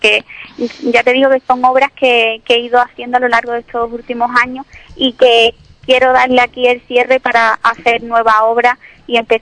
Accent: Ubrique, Andalusia, Spain; cuando estoy en mi tierra, cuando estoy en Ubrique

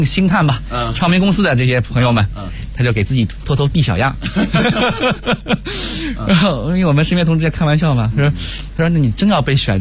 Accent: Yuyao, Zhejiang, China; 我老家是这个浙江宁波，余姚下面一个县级市叫余姚，我们那儿呢确实经商的这个环境比较浓烈

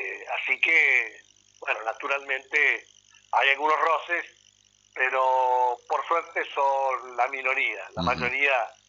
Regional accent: Entre Ríos, Argentina; Nosotros somos de Entre Ríos, conocemos, estamos a 500 kilómetros, 600 kilómetros de Buenos Aires, según el caso.

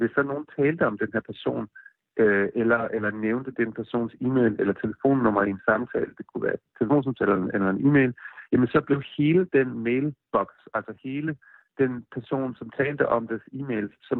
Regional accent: Odense, Region of Southern Denmark, Denmark; now in United States; Altså jeg voksede op i Odense

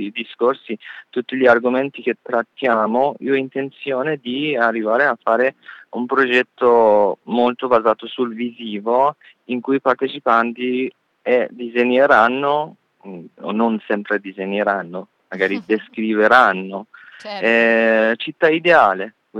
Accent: Iran; Italian is a second language; io da iraniano, mentre sono stato invitato come un artista iraniano

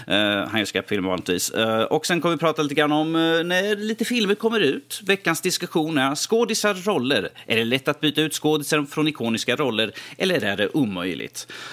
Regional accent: Örebro, Örebro County, Sweden; Vi kan bråka internt liksom, eftersom vi är örebroare.

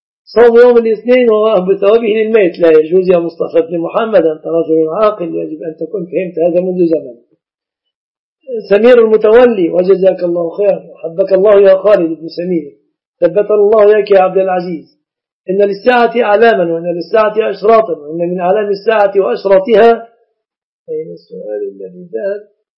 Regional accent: Egypt; لازم تأتي لأم العريس في بلادنا مصر الأيام هذه في القرى

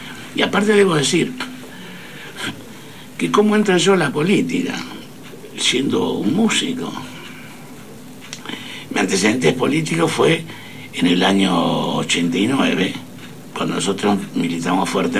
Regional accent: Argentina; nosotros no somos europeos, somos argentinos y vivimos en Sudamérica.

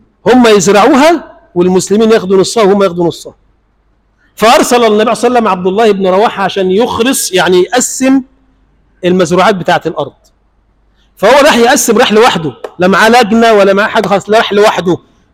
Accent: Egypt; اللهم اجعل بلدنا مصر بلدا آمنا مطمئنا سخاء رخاء

